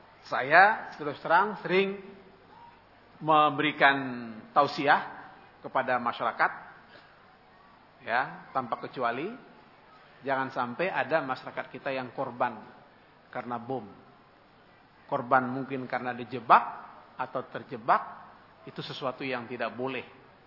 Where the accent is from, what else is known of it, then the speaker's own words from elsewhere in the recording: Ciputat, Banten, Indonesia; kampung saya Ciputat, Jakarta Selatan, sekarang masuk Banten, Tangerang